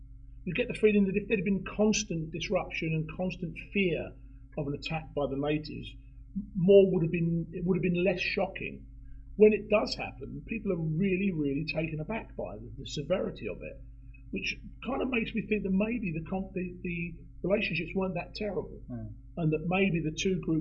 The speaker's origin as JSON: {"language": "English", "region": "London", "country": "United Kingdom", "said": "as a Londoner, is really part of it."}